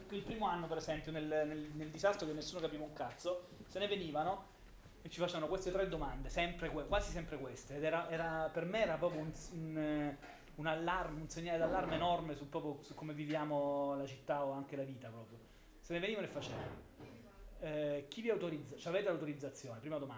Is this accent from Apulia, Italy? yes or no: yes; Apulia, Italy; Però io in realtà devo dirla proprio tutta, da pugliese sto molto attento anche nei confronti del turismo